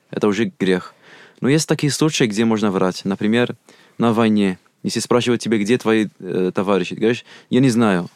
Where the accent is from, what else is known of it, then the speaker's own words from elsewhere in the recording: Algeria; Russian is a second language; я из Северной Африки, я из Алжира. Я не из Черной Африки